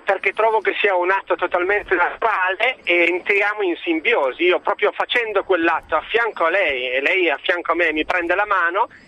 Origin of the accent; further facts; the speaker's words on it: Mantua, Lombardy, Italy; 33, sono di Mantova